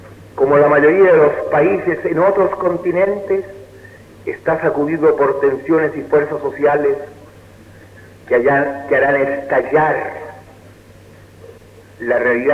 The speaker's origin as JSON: {"language": "Spanish", "country": "Chile", "said": "me honro como masón y como chileno"}